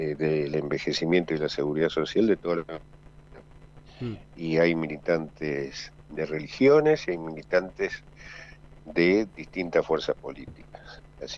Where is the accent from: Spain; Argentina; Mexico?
Argentina; Desgraciadamente luego me enteré de los hechos posteriores, como tantos argentinos, por la televisión.